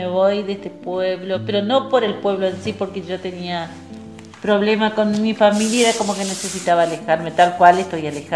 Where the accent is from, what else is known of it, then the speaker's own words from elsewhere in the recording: Curuzú Cuatiá, Corrientes, Argentina; now in San Martín, Argentina; Yo soy nacida en Corrientes, Curuzucuatía, pero vivo en Buenos Aires, en San Martín.